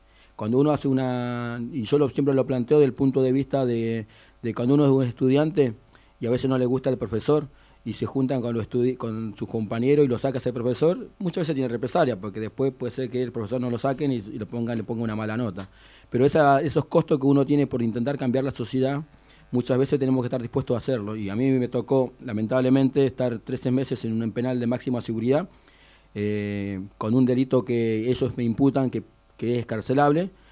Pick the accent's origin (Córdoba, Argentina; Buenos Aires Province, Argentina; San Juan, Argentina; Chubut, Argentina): Chubut, Argentina; Comodoro Rivadavia; Yo soy nacido y criado en Comodoro Rivadavia, desde que nací vivo en el mismo barrio